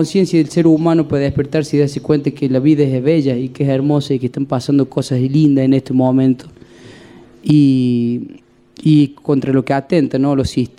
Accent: Villa Dolores, Córdoba, Argentina; born there; nací en Villa Dolores, ciudad de mis amores, y habitante de todo el Valle de la Sierra, y ahora ya ciudadano de la Sierra, pues he vivido también en Parabachasca

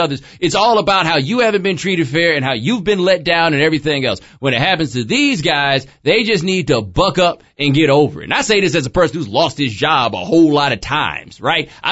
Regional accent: Texas, United States; Yes, I'm from Texas.

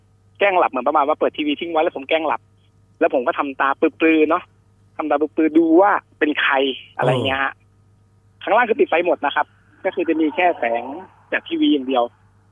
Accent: Bangkok, Thailand; สมัยก่อนเนี่ยผมเกิดโตกรุงเทพนะครับผมก็อยู่ใช้ชีวิตอยู่ในกรุงเทพแล้วก็จะกลับโคราชเนี่ยทุกปิดเทอม

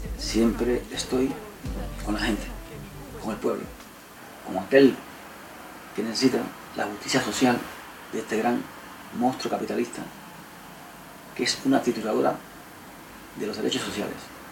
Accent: Cuba; now in Madrid, Spain; Quiero expresarle desde aquí, desde Madrid, mi solidaridad con el pueblo de Cuba, que es mi pueblo

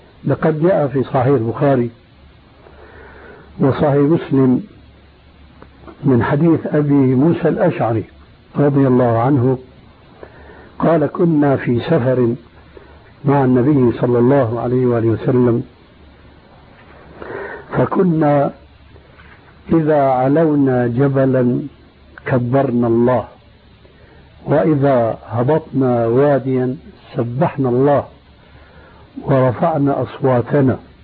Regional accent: Syria; لكن النوبات مستعملة عندنا في سوريا

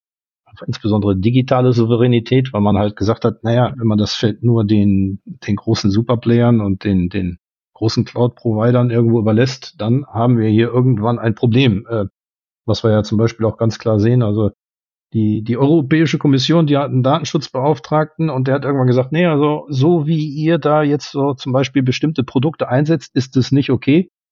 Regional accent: Germany; now in Luxembourg; ich komme aus Luxemburg. Der fehlende Luxemburger Akzent, das liegt höchstwahrscheinlich daran, dass ich erst seit 20 Jahren hier bin und eigentlich auch aus Deutschland komme.

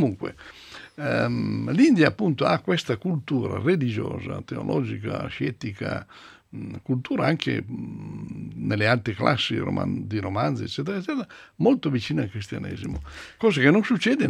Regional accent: Tronzano Vercellese, Piedmont, Italy; Io vengo dalla provincia di Vercelli.

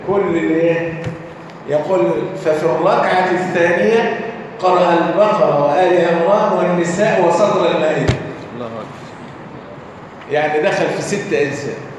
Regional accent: Egypt; واحنا عندنا كمصريين يبدا يتنحنح يدبدب في الارض

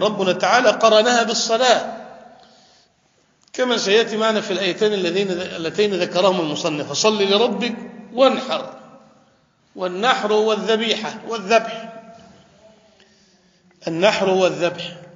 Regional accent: Damietta, Damietta Governorate, Egypt; عندنا في دمياط مثلا أهل بحر

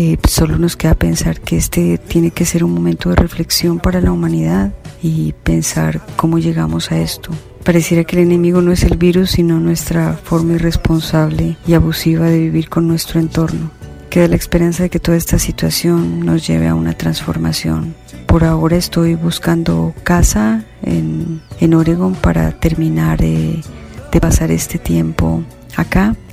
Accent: Colombia; moved away as an adult; now in United States; Soy colombiana y me encuentro en Estados Unidos.

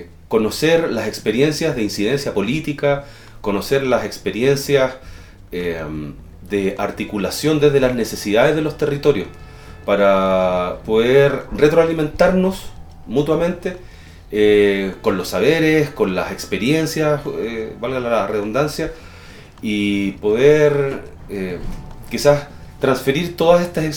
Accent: Valparaíso, Chile; soy director del Centro Cultural Trafón. Formo parte de la comitiva chilena que viene en conjunto con Nodo Valpo de Chile también, de Valparaíso.

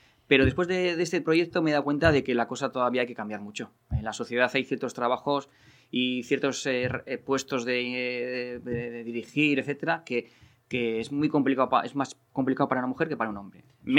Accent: Barakaldo, Basque Country, Spain; Pero es que los que somos de Baracaldo nos cuesta irnos.

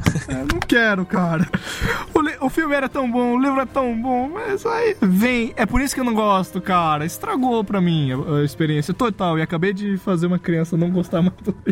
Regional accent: Acre, Brazil; eu sou o imaginário que sou do Acre lá.

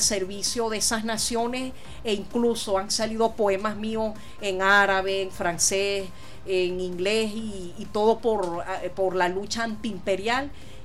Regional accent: Venezuela

